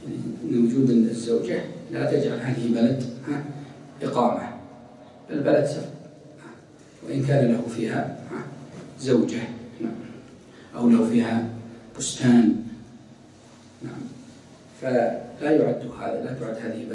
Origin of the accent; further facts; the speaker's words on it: Ha'il, Ha'il Province, Saudi Arabia; مثلا الآن عندنا في حائل مثلا في أماكن مثل نايلات الذين يخرجون إلى البر